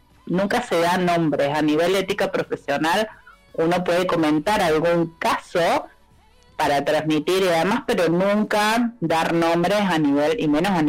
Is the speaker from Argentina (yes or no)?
yes; Córdoba, Argentina; De Córdoba capital.